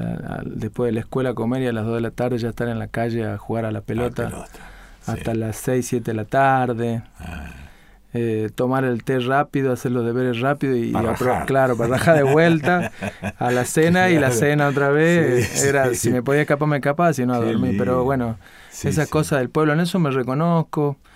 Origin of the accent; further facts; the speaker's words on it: Libertador General San Martín, Jujuy, Argentina; also born or lived in Salta; Soy salteño, pero me crié en el Libertador General San Martín, Jujuy, donde está el Ingenio Ledesma.